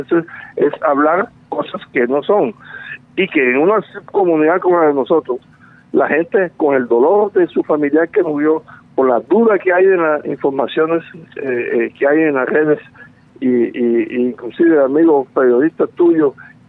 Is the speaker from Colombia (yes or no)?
yes; Córdoba, Colombia; yo vengo de Córdoba. Córdoba es famosa, desafortunadamente, por los benditos carteles.